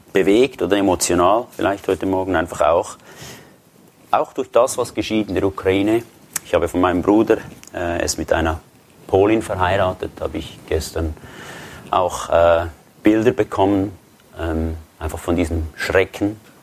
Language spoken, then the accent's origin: German; Switzerland; Ich bin aus der Schweiz, das hört ihr.